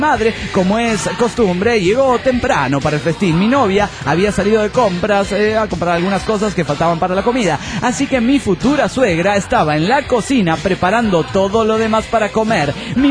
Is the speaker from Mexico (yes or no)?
yes; Mexico City, Mexico; del DF mexicano.